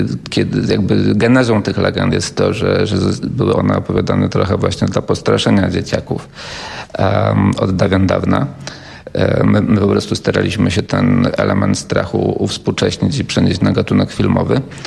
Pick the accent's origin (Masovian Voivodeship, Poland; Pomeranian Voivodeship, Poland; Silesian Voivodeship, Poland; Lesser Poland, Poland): Lesser Poland, Poland; Trzebinia; No ja pochodzę z Trzebini, więc to jest na granicy Małopolski i Śląska.